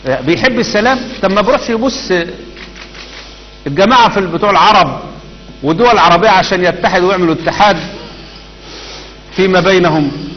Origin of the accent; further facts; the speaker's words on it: Egypt; اللي عندنا في مصر